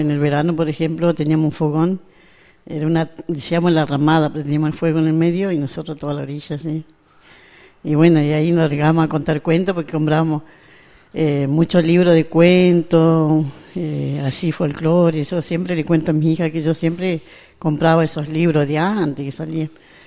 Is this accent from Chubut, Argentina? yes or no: yes; Leleque, Chubut, Argentina; born or raised there